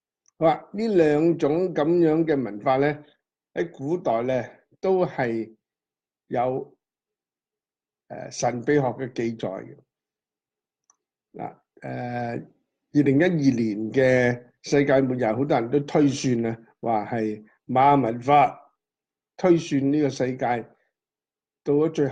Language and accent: Cantonese; China; 譬如話我哋中國人講一命、二運、三風水